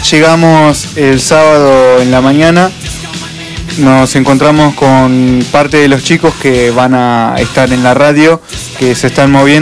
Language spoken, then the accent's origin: Spanish; Derqui, Buenos Aires, Argentina; Los referentes, yo que soy de otro lado, ¿no? Soy de Derqui.